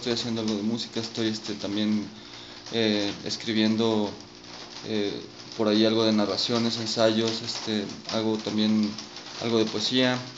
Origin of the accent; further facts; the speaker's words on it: León, Guanajuato, Mexico; also born or lived in Mexico City; now in La Piedad, Mexico; Soy oriundo del Distrito Federal. Me crié en León, Guanajuato, y tengo ya viviendo en La Piedad aproximadamente 4 años.